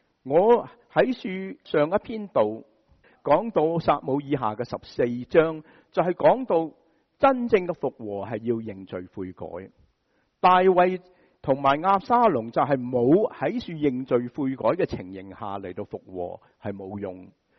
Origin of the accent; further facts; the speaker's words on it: United States; 制造形象对我们美国人就很熟悉了